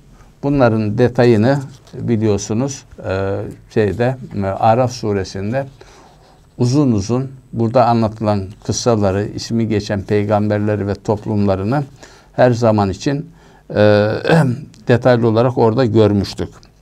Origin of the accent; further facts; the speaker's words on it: İzmir, Turkey; Mesela biz İzmirliler olarak da Efes'i ele alalım.